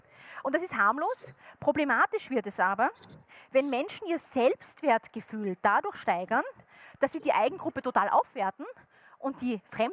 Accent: Graz, Styria, Austria; ich komme aus Graz, das ist im Süden Österreichs.

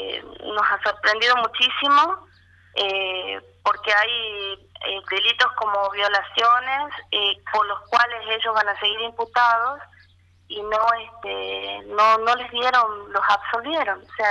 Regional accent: Tucumán, Argentina; soy de Tucumán.

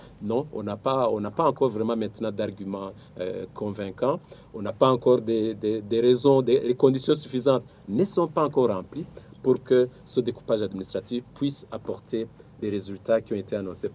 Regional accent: Burundi; Mais nous sommes tous des Burundais.

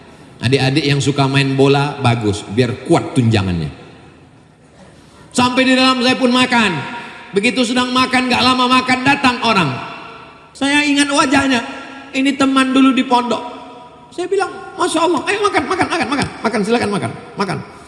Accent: Indonesia; I'm from Indonesia.

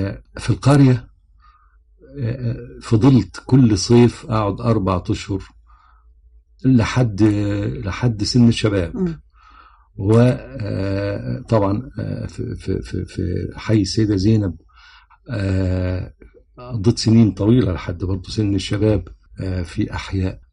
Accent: Cairo, Cairo Governorate, Egypt; also born or lived in Alexandria / Suez / Port Said / Ismailia; أنا اتولدت في اسكندرية وبعدين اللي عرفته بعدين ان احنا بعد اسكندرية والدي اتنقل السويس، وبعد السويس اتنقل بورسعيد، وبعد بورسعيد اتنقل الاسماعيلية، وبعد الاسماعيلية جه القاهرة.

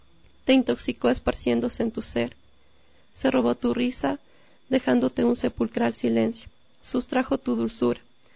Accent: Ecuador; me gustaría publicarlo aquí en mi país. Como nota igual, en la portada de mi libro quise rescatar la cultura de aquí.

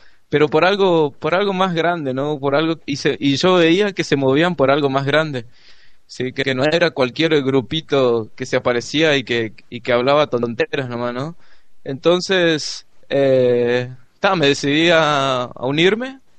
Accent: Chaco, Argentina; yo soy del Chaco, de Argentina, y desde hace 2 años estoy acá en Gente que Avanza

